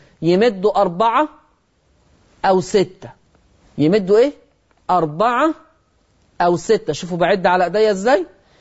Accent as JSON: {"language": "Arabic", "country": "Egypt", "accent": "Egyptian", "said": "ودي لهجتنا كمصريين على فكرة"}